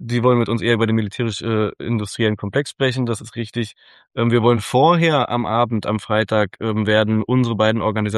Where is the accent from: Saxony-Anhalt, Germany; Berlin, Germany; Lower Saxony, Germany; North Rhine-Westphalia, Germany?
Berlin, Germany; wie ich als Berliner stelle mir den Ruhrpott so vor